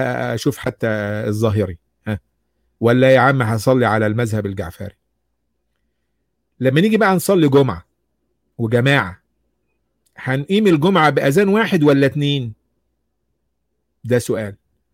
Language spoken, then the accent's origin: Arabic; Egypt; مين أهل الذكر عندنا في مصر مثلا